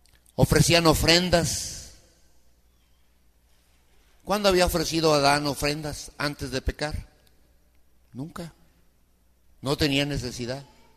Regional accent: Mexico; born there; Nosotros somos mexicanos porque nacimos en México.

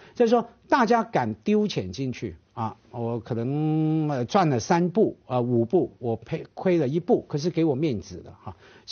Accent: Hong Kong; 我作为香港人，我在坦白讲批评自己了，没有那个历史感，没有那个训练。

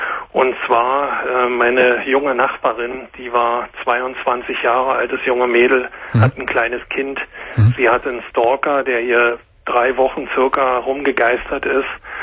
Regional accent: Berlin, Germany; ursprünglich bin ich Berliner

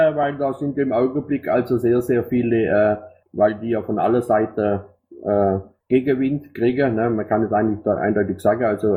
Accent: Thuringia, Germany; Nee, ich bin aus Thüringer. Nicht am Dialekt festmache, ich bin aus Thüringer.

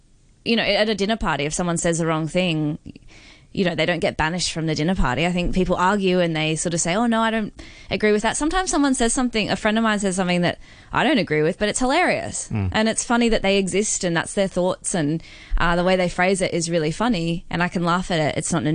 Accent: Brisbane, Queensland, Australia; I mean, I'm from Brisbane, which is very, very tiny. Well, not very tiny, but it's a small city and... Australia

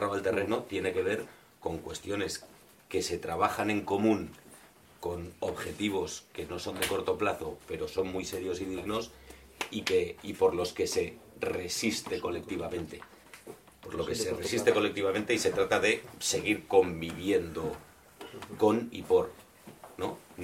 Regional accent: Catalonia, Spain; como soy catalán, me permito decir un par

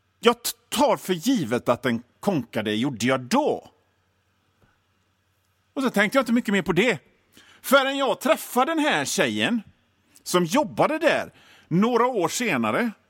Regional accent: Hönö, Västra Götaland County, Sweden; born there; och det här är mitt radioprogram. Jag är född på Hönö i Göteborgs norra skärgård.

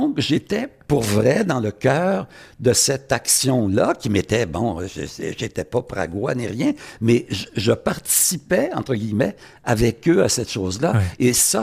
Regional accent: Quebec, Canada; je ne suis pas un gros méchant américain, je suis un Québécois, un Canadien

